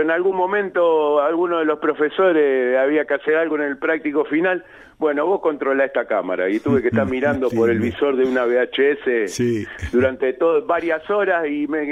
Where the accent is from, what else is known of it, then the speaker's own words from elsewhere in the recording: Buenos Aires, Argentina; Yo nací en Capital Federal, en el barrio, en realidad, en Barrio Norte, porque era el sanatorio Agote, pero sí, mi familia vivía y todavía vive una parte en Villa Urquiza.